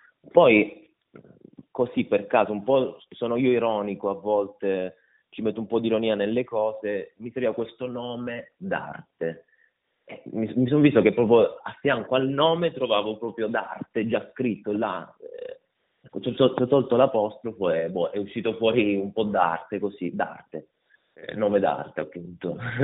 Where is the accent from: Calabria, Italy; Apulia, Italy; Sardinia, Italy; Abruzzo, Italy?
Calabria, Italy; Reggio Calabria; sono reggino, sono di origine calabrese